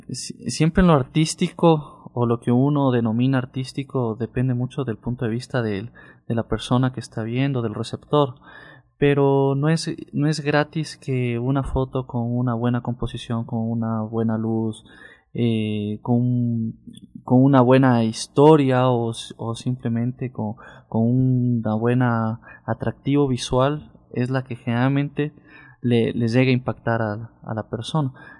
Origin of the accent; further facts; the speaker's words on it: Quito, Pichincha, Ecuador; born there; Bueno, yo nací aquí en Quito, hace 31 años.